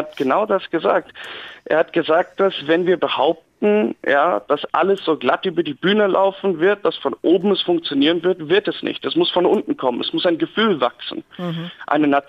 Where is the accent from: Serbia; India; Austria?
India; German is a second language; now in Erfurt, Germany; ich studiere hier in Erfurt, ich komme eigentlich aus Indien und sehe die Sache ein bisschen anders als viele anderen.